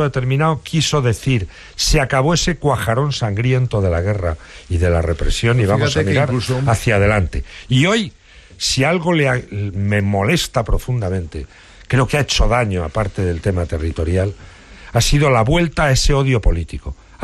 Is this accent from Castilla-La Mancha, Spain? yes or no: yes; Guadalajara, Castilla-La Mancha, Spain; Yo soy de Guadalajara. El libro tiene, por tanto, muchas connotaciones de mi juventud allí.